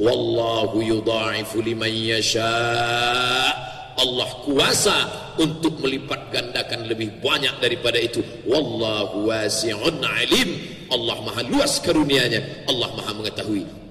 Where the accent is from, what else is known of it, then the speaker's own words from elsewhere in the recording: Pekanbaru, Riau, Indonesia; kuota kita Indonesia lumayan cukup jauh untuk kami dari Provinsi Riau, saya dari Pekanbaru